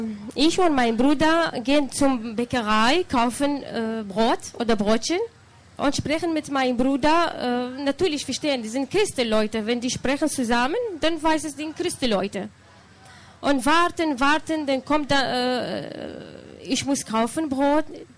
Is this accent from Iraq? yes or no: yes; Baghdad, Baghdad Governorate, Iraq; German is a second language; now in Germany; In Bagdad. Ich bin geboren in Bagdad. Und dann 6 Jahre, für mich ist es viele. In Irak.